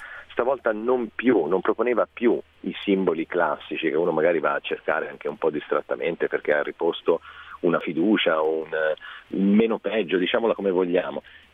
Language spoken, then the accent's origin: Italian; Tuscany, Italy; accent: Tuscan; Poi si sente dall'accento che non sono proprio brianzolo